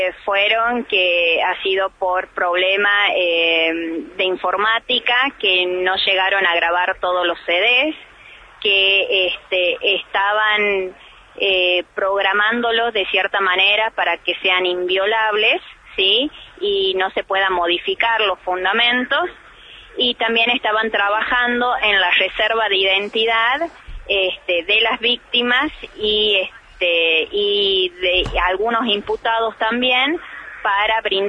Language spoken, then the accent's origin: Spanish; Argentina; vos sabés cómo somos los argentinos